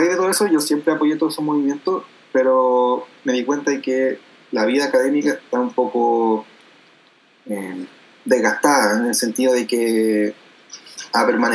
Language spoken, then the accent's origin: Spanish; Los Ángeles, Biobío, Chile; soy de Los Ángeles, nacido y criado en Los Ángeles.